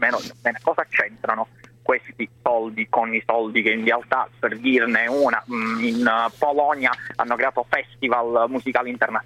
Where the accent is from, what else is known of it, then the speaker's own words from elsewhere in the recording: Sicily, Italy; Io che sono siciliano la maggior parte non conoscevo, devo dire, questa festa del Taratata